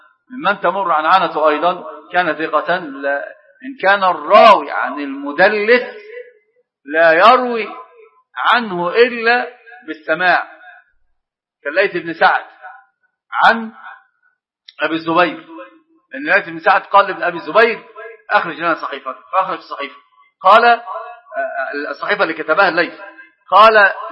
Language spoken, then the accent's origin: Arabic; Egypt; لكن أتكلم على كمصريين، يعني في حاجة عندنا